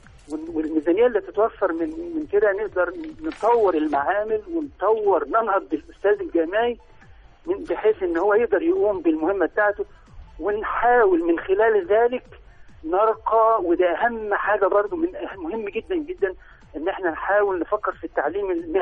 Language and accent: Arabic; Egypt; وده فعلا المفروض يتعامل عندنا في مصر